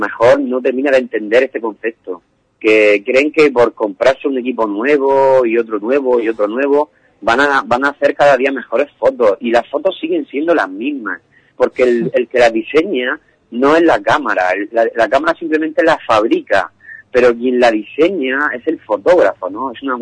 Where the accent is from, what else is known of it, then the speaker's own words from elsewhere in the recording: Murcia, Region of Murcia, Spain; yo soy de Murcia y viajo mañana a Cádiz